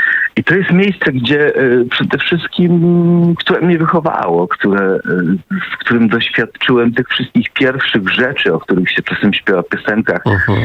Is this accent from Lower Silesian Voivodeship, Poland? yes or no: yes; Wałbrzych, Lower Silesian Voivodeship, Poland; Asia Bator opisała troszkę tą taką starszą część dzielnicy Piaskowa Góra, natomiast ja się urodziłem w tej i wychowałem w tej nowszej części, którą tak moglibyśmy w cudzysłowie sobie nazwać blokowiskiem.